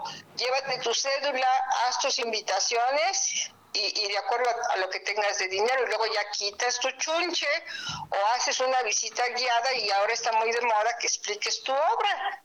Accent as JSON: {"language": "Spanish", "country": "Mexico", "said": "mi trabajo sí tiene que ver con todo lo que es nuestra identidad como mexicanos."}